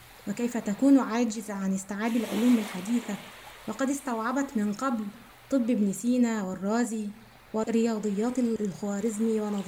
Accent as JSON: {"language": "Arabic", "region": "Gharbia", "country": "Egypt", "tie": "born or raised there", "said": "شاعرة مصرية من مواليد محافظة الغربية وأعيش بها."}